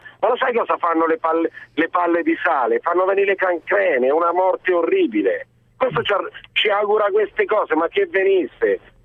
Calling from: Arezzo, Tuscany, Italy; Pronto? Ciao, sono d'Arezzo

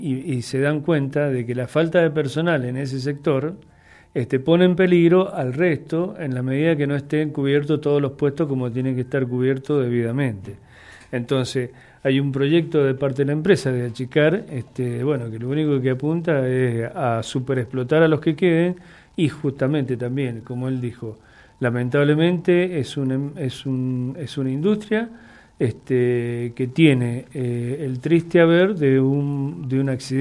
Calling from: Mendoza, Argentina; somos de Mendoza, Radio Comunitaria de Cuyún.

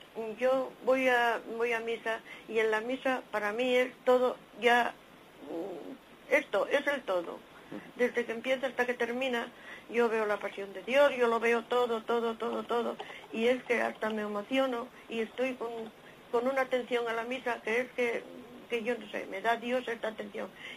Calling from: Asturias, Spain; de Asturias.

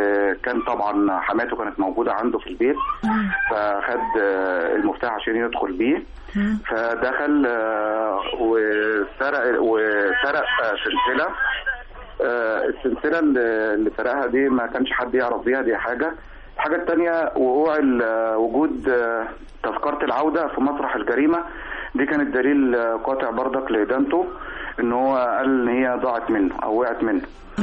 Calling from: Khanka, Qalyubia, Egypt; من القليوبيه مركز الخنج

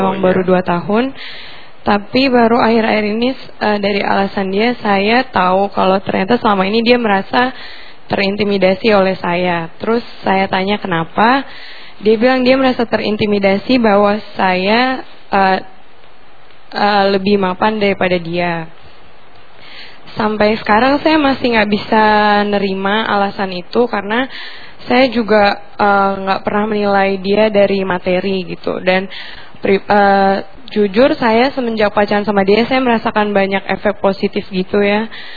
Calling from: Batam, Riau Islands, Indonesia; saya dari Batam.

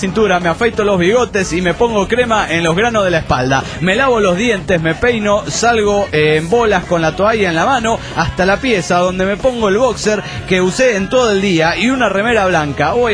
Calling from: Guadalajara, Jalisco, Mexico; de Guanatos, aquí en Jalisco, México.

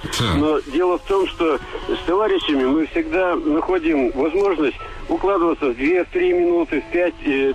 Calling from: Kirov Oblast, Russia; Я из Кировской области.

